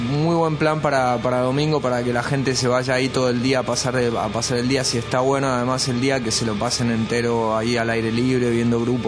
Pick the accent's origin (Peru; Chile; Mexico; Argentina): Argentina; now in Bilbao, Spain; Porque en Bilbao, la verdad es que no somos muchos argentinos viviendo en Bilbao.